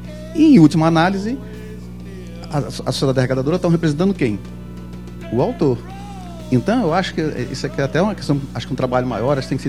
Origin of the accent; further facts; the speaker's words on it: Brasília, Federal District, Brazil; Eu sou de Brasília